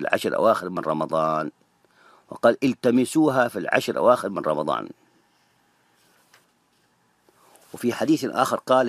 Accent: Saudi Arabia; كما يسموه هنا عندنا في السعودية

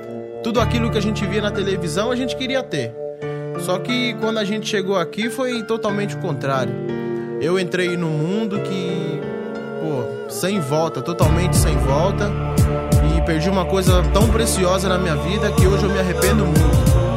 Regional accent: Bahia, Brazil; moved away; Eu e minha mãe, a gente veio da Bahia pra cá na intenção que a gente podia ter uma vida melhor

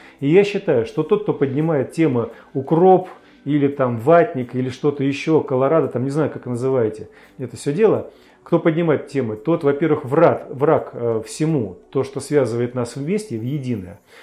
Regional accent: Russia; Ну, сначала паспорта посмотрел, увидел, что мы из России.

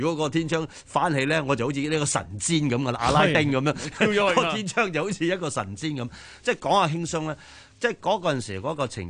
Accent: Sheung Shui, Hong Kong; born there; 我上水出世噶，你知啦吓。

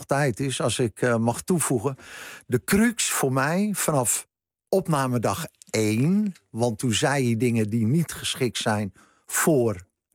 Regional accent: Beverwijk, North Holland, Netherlands; Dus ik dacht meteen aan de kerk in Beverwijk, waar ik vandaan kom...

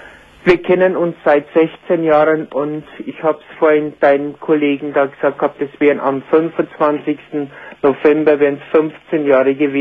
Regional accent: Bavaria, Germany; accent: Bavarian; Entschuldige, ich habe einen bayerischen Dialekt, ich kann nicht.

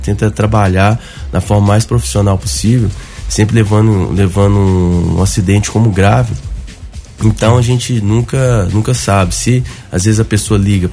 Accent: Belo Horizonte, Minas Gerais, Brazil; Eu sou nascido e criado em Belo Horizonte. Fiquei em BH em torno de... até os 25 anos, né? Nasci lá, foi até os 25 anos.

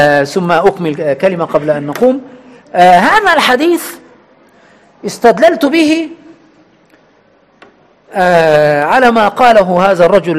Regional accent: Egypt; كما نقول كمصريين دم خفيف

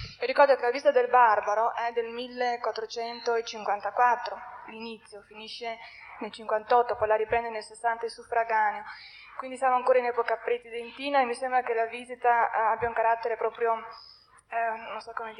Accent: Verona, Veneto, Italy; vengo da Verona.

